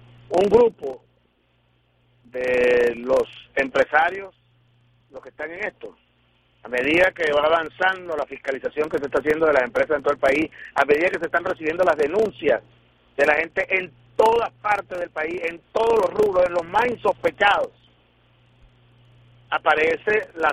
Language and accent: Spanish; Venezuela; tener que hablarlo en estos términos como venezolanos respecto a nuestro propio país